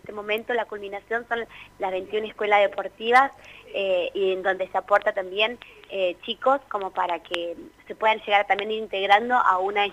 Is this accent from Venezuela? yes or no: no; Toay, La Pampa, Argentina; yo soy acá de Toay